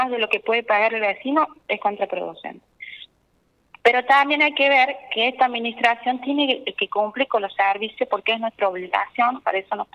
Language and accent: Spanish; Saldán, Córdoba, Argentina; No, yo soy de Saldán